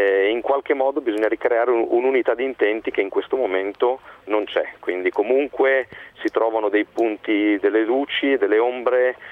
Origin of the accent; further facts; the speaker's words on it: Bologna, Emilia-Romagna, Italy; da bolognese, fortitudino, cresciuto